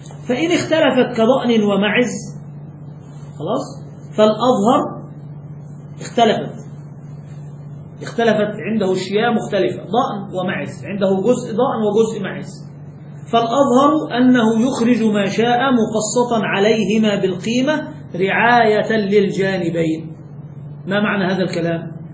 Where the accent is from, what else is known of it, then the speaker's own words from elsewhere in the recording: Egypt; الجاموس هذا من عندنا، فهذا كثير عندنا في مصر